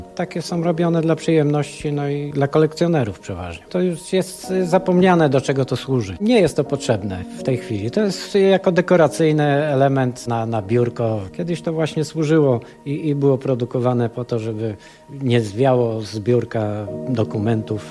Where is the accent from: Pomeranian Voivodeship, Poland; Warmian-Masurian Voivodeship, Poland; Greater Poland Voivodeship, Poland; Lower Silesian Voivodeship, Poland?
Lower Silesian Voivodeship, Poland; Szklarska Poręba; born there; Ja się urodziłem w Szklarskiej Porębie.